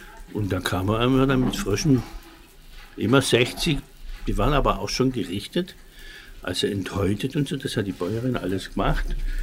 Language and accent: German; Schwäbisch Gmünd, Baden-Württemberg, Germany; ich stamme aus Schwäbisch Gmünd